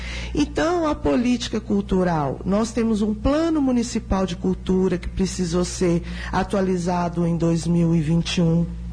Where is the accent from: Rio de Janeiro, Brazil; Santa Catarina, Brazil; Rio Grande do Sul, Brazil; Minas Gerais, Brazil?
Minas Gerais, Brazil; Uberlândia; now in Sete Lagoas, Brazil; Eu sou de Uberlândia.